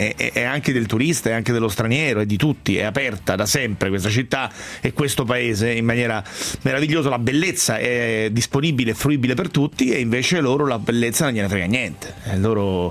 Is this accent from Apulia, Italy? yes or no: no; Rome, Lazio, Italy; Da romano mi fa dolore